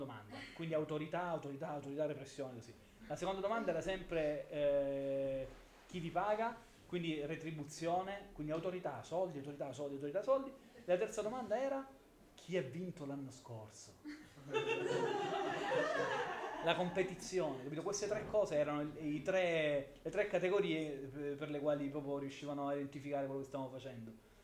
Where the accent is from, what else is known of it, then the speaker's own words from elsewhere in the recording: Apulia, Italy; Però io in realtà devo dirla proprio tutta, da pugliese sto molto attento anche nei confronti del turismo